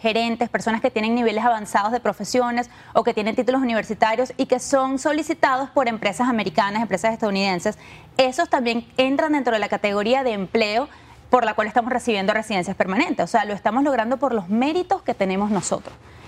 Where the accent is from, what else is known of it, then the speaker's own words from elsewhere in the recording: Venezuela; somos venezolanos que subimos los escalones bastante rápido